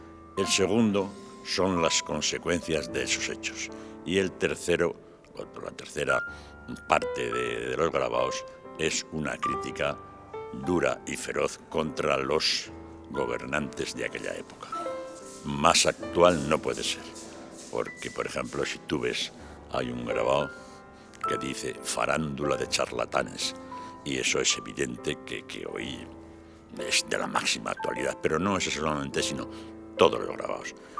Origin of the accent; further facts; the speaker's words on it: Aragon, Spain; soy aragonés, ya lo dije, soy aragonés, español y europeo.